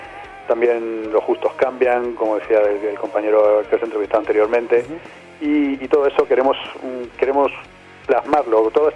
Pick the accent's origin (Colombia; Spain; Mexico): Spain; Albacete, Castilla-La Mancha; la banda, aunque somos la mayoría de Albacete